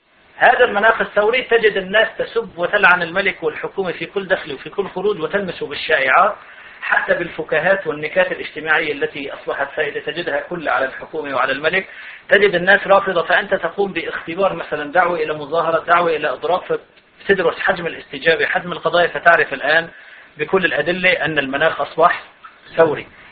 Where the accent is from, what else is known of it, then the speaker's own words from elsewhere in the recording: Syria; عندنا في سوريا في الجهاد، أنا هذا شهدته، كان المناخ ثوري بسبب بسيط أنه نحن سنة والحكومة نصيرية